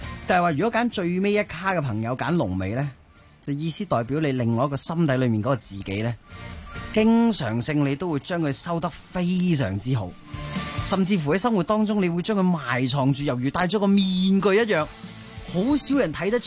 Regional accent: Hong Kong; 即系呢个系真系令到我哋香港人成长嘅一啲东西

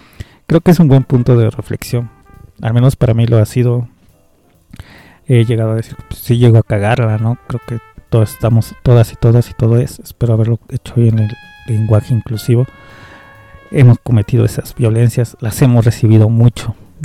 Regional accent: Mexico; Qué tan violentos podemos ser uno como hombre, como mexicano, como compa de barrio

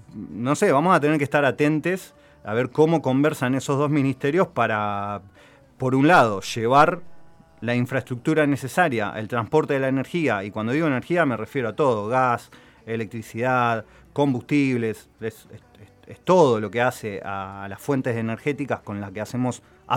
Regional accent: Argentina; algo que nos debería generarnos orgullo como argentinos, argentinas, lo que se logró hacer

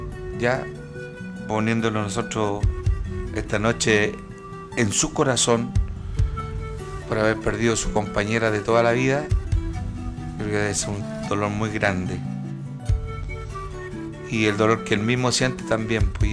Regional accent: Chile; Entonces ellos debemos siempre reconocernos como chilenos

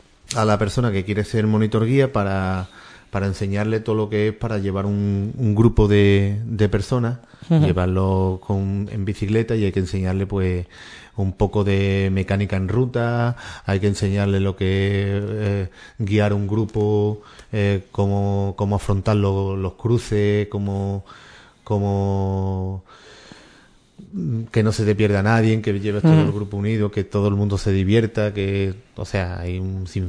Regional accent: Ubrique, Andalusia, Spain; pintorescas de Ubrique, sitios que sean de... Me gusta que pase la gente por los sitios más bonitos de mi pueblo.

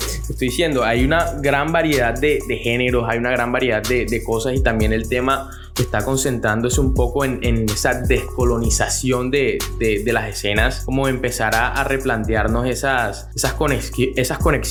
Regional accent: Colombia; Yo puedo estar aquí en Valledupar o puedo estar en Barranquilla, y sé que el man está también en mi país, o sea, es un coterráneo.

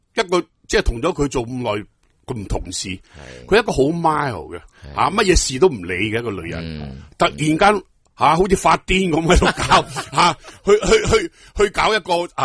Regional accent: Hong Kong; 我觉得呢个系好令我哋香港人感动嘅事

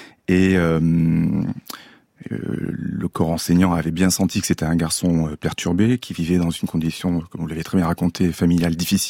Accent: Toulon, Provence-Alpes-Côte d'Azur, France; Oui. J'ai grandi à Toulon, à côté.

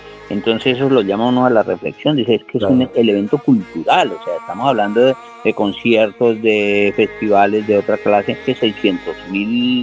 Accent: Colombia; uno como colombiano está en primera fila con la Filbo

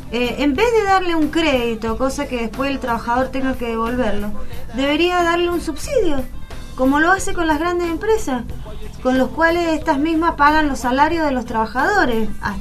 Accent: Argentina; nosotros como pueblo argentino estamos acostumbrados

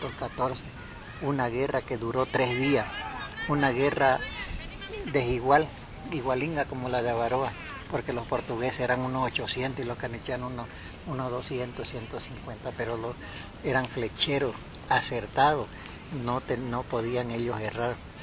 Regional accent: Beni, Bolivia; desde que salimos de Santa Cruz hasta que volvimos a nuestras casas, al menos yo del Beni, casi 3 meses tardamos abandonando nuestro hogar, nuestra familia, todo.

